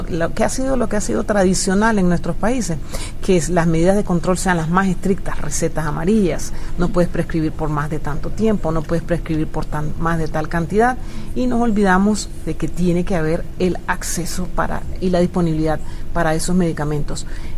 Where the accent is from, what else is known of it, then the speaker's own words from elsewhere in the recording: Panama; El Plan Nacional de Cuidados Paliativos se aprobó en mi país en el año 2009 y ahora comenzamos a tener ya centros pilotos, de tener solo uno en la ciudad de Panamá